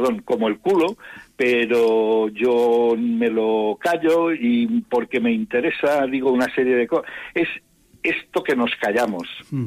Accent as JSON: {"language": "Spanish", "town": "Molins de Rei", "region": "Catalonia", "country": "Spain", "tie": "born or raised there", "said": "estás en una localidad que para mí tiene mucho, mucho querer y mucho cariño y que está muy cerca de mi pueblo."}